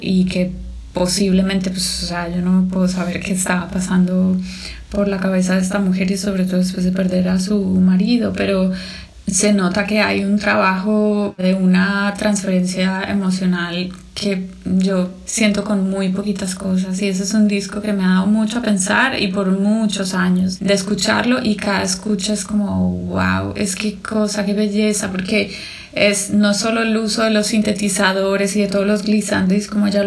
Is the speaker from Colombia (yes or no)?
yes; Colombia; moved away as an adult; now in Berlin, Germany; soy colombiana. Llevo los últimos años en Berlín.